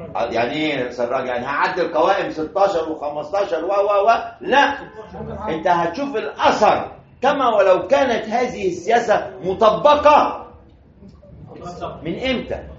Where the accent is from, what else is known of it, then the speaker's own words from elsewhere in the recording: Egypt; وده حصل عندنا في مصر